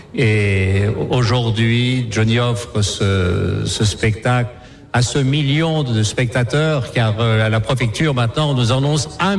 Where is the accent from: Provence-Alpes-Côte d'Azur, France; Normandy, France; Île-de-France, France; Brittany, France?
Normandy, France; Beaumont-le-Roger; born there; J'étais exactement à Conches, dans l'Eure, près de mon pays natal, Beaumont-le-Roger.